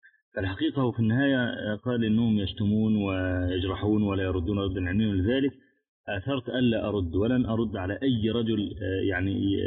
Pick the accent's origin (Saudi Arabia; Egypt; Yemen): Egypt; من الشباب عندنا في مصر يعانون من هذا البلاء